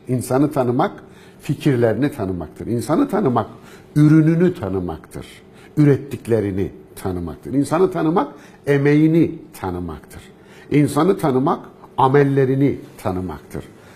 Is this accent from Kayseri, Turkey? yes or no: yes; Kayseri, Turkey; born there; Kayseri'de doğdum. Türkiye'nin, Anadolu'nun ortasında, göbeğinde bir vilayet. Köklerim ta yüzyıllardan beri orada yaşamışlar.